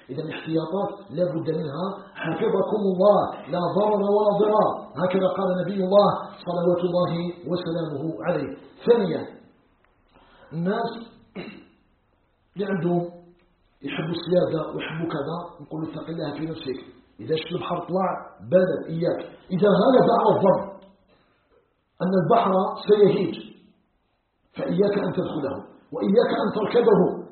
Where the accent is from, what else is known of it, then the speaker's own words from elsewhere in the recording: Algeria; نسأله جل في علاه أن يجعل بلدنا الجزائر بلدا آمنا مطمئنا